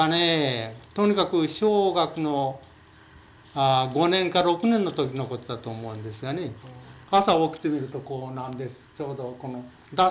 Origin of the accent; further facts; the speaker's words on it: Tottori, Japan; そうですね、この山とかこの村とかいうような全然変わっていなかったんですがね、やっぱりこの鳥取県あたりはあまり変わっていないですからね。